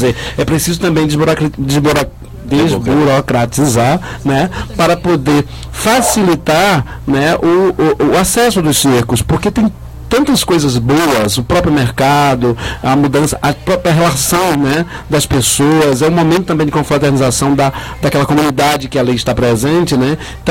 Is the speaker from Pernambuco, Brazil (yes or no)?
yes; Pernambuco, Brazil; porque eu sou de Pernambuco.